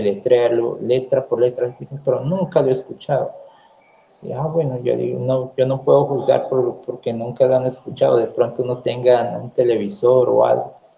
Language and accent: Spanish; Putumayo, Colombia; No, le dije, yo soy de Putumayo, soy colombiano.